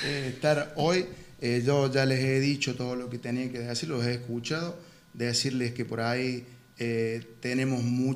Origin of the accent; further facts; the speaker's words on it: General Paz, Argentina; porque vivimos en General Paz, somos oriundos de General Paz